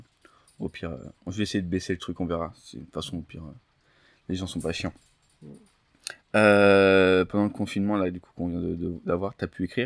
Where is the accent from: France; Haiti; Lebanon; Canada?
France; Île-de-France; ça c'est un truc qui m'intéresse vu que je suis de Seine-et-Marne aussi.